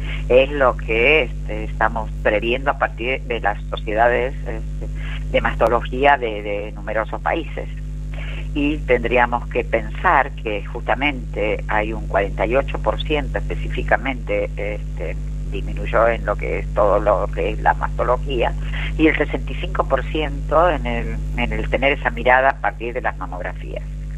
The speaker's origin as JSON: {"language": "Spanish", "region": "Buenos Aires", "country": "Argentina", "said": "en mi país, Argentina, en el que, como sabrán, coordino estos grupos de mujeres libres de violencia a partir de la provincia de Buenos Aires, en un distrito de General San Martín"}